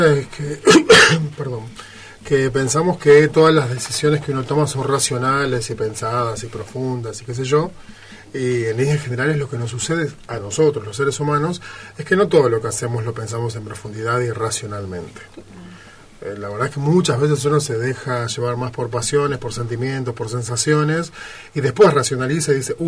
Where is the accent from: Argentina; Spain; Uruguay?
Argentina; Buenos Aires; nosotros no solo somos argentinos, sino que vivimos en Buenos Aires, en una capital